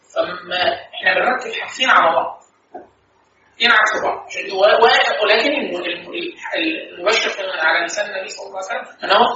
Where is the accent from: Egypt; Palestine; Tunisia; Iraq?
Egypt; لا احنا عندنا في مصر